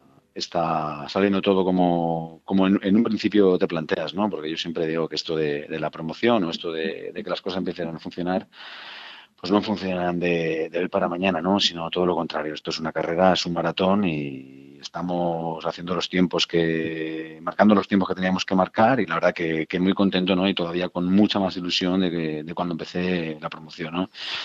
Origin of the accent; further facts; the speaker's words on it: Valencia, Valencian Community, Spain; Nosotros somos de Valencia y lo bonito es terminar, ¿no? En Valencia.